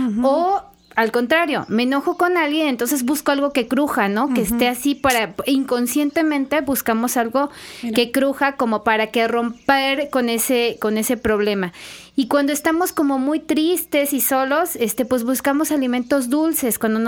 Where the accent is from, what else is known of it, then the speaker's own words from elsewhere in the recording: Veracruz, Mexico; Como latinos, como veracruzanos, sí, ahí está nuestra huellita de que, pues, tenemos